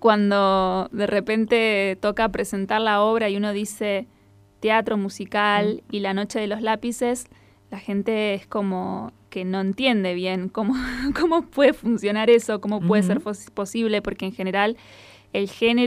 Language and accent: Spanish; La Pampa, Argentina; ahora feliz de poder hacerla en mi tierra natal, en La Pampa